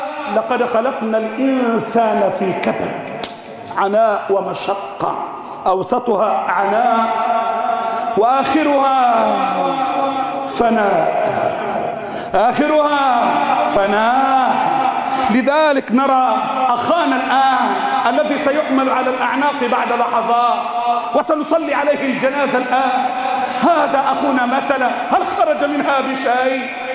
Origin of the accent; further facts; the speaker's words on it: Egypt; اللهم احفظ بلدنا مصر، اللهم احفظ بلدنا مصر